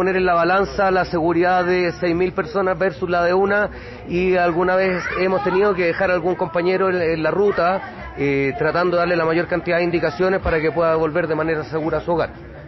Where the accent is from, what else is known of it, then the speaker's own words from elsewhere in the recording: Santiago, Santiago Metropolitan Region, Chile; Bueno, vengo de Chile, de Santiago, la capital.